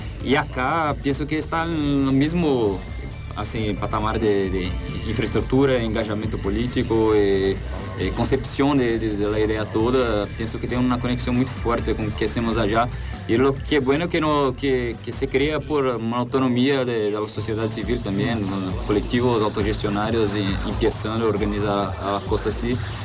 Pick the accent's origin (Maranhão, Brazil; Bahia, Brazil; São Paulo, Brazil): São Paulo, Brazil; São Carlos; Spanish is a second language; Y soy de San Carlos.